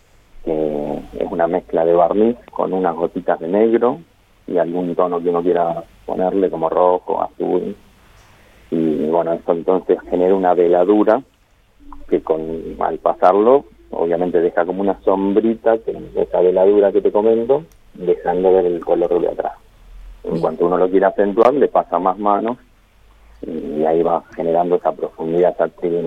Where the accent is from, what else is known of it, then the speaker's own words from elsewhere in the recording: Buenos Aires, Argentina; now in Santa Rosa, Argentina; yo soy de Buenos Aires, estoy viviendo en Santa Rosa hace unos meses solamente.